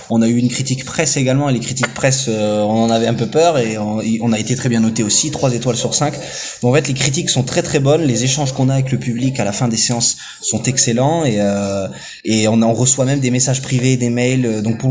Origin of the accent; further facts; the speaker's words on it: Saint-Paul-de-Tartas, Auvergne-Rhône-Alpes, France; moi, pour le coup, je viens pas du tout du sud-ouest. Moi, je suis originaire de Haute-Loire. Ouais. J'ai grandi à Saint-Paul de Tartas, vraiment à 10 km d'Arlande, justement.